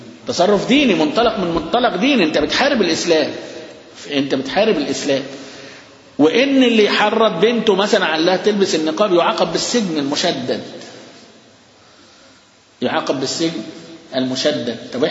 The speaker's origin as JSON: {"language": "Arabic", "town": "Alexandria", "region": "Alexandria Governorate", "country": "Egypt", "said": "قد كل المساجد بتاعتنا اللي عندنا في اسكندرية"}